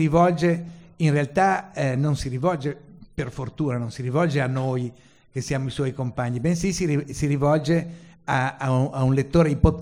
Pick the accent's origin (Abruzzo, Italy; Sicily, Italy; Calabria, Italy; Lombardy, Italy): Lombardy, Italy; Milan; abbiamo partecipato all'esperienza, perché siamo milanesi